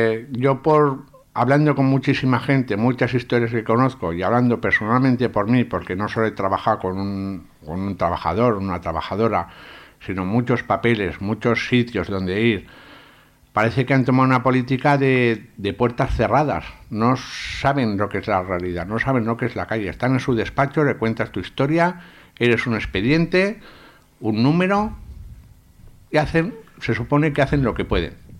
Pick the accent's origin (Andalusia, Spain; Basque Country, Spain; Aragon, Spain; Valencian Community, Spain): Aragon, Spain; Sabiñánigo; now in Zaragoza, Spain; yo soy de Sabiñánigo y por circunstancias pues un día decidí venirme a vivir a Zaragoza, siendo una ciudad más grande, más puertas abiertas, más oportunidades.